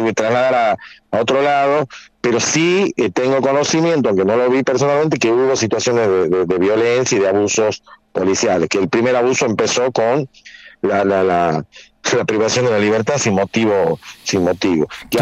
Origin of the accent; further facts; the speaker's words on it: Tucumán, Argentina; Yo vivo desde que soy muy pequeño, no nací en Tucumán, pero me considero tucumano